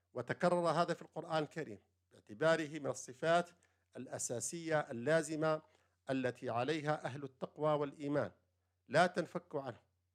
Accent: Algeria; عندنا في الجزائر، المذهب المالكي في الجزائر

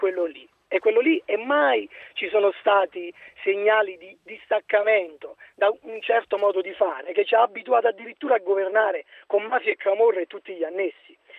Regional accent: Caserta, Campania, Italy; now in Lucca, Italy; io sono di Caserta e sono trasferito a Lucca.

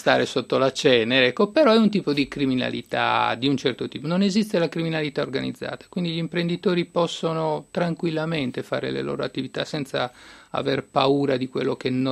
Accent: La Maddalena, Sardinia, Italy; Sì, il mare ha un fascino particolare per noi sardi, poi io sono sardo della Maddalena

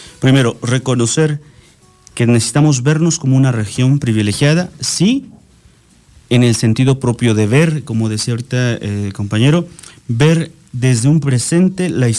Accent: Tlalmanalco, State of Mexico, Mexico; yo amo a mi pueblo, Tlalmanalco, a lo mejor a su gente no tanto, porque son muy apáticos, pero a mí me gusta mucho mi comunidad.

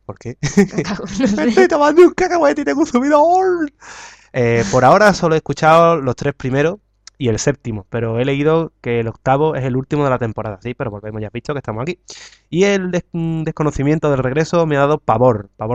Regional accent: Andalusia, Spain; Por cierto … soy de Sevilla, Rota, Cádiz.

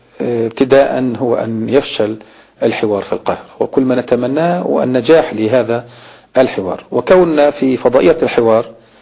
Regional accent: Palestine; إحنا كفلسطينيين حريصين على إنهاء هذا الملف وبسرعة

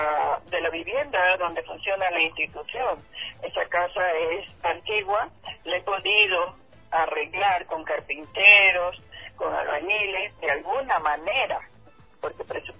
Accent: Esmeraldas, Ecuador; Así nos toca vivir a los esmeraldeños. Da mucha pena que los balnearios nuestros, los principales, estén siendo tan afectados, y también la ciudad en sí.

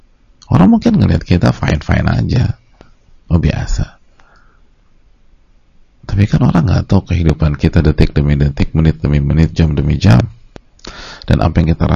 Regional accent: Jakarta, Indonesia; Kita aja orang Jakarta, lahir di Jakarta, itu udah masih sering nyasarnya.

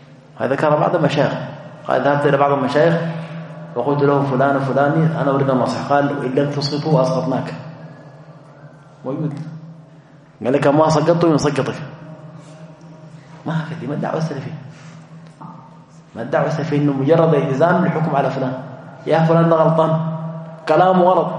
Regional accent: Sudan; عندنا في السودان فروع يمكن 6 أو 7 كلها مجمعة على مرجعية واحدة

